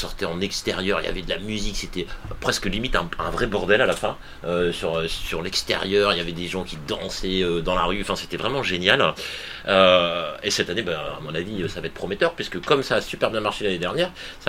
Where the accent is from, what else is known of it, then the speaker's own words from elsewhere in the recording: Hauts-de-France, France; Non, mais ouais, je suis du Nord.